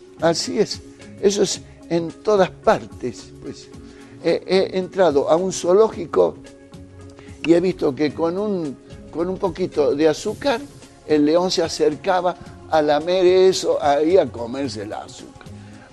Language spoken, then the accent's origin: Spanish; Argentina; a mí me gusta mucho el fútbol, soy argentino, ¿no?